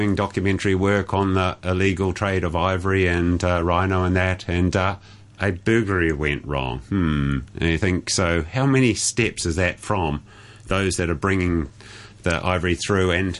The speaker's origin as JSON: {"language": "English", "country": "New Zealand", "said": "The fun thing as a Kiwi angle was, is these, and I put a post on my own Facebook page, is there's all these plastic milk cartons there. From New Zealand."}